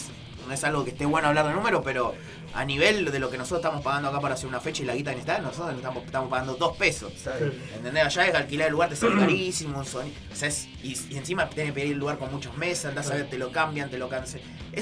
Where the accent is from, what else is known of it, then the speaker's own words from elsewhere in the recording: Moreno, Buenos Aires Province, Argentina; como yo soy de Moreno, por una cuestión de facilidad